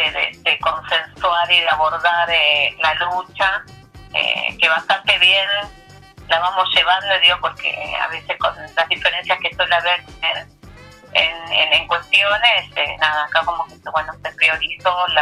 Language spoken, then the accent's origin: Spanish; Guernica, Buenos Aires Province, Argentina; Bueno, para las que somos de Guernica, ir a San Vicente es todo un trayecto.